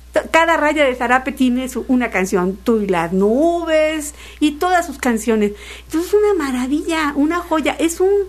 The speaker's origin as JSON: {"language": "Spanish", "region": "Jalisco", "country": "Mexico", "said": "Pues es que yo soy de Jalisco, ¿ves?"}